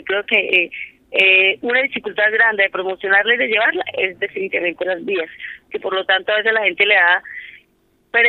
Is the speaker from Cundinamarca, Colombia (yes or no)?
yes; Cundinamarca, Colombia; Nosotros somos de Río Negro Alto, que somos San Cayetano, Villagómez, Paime.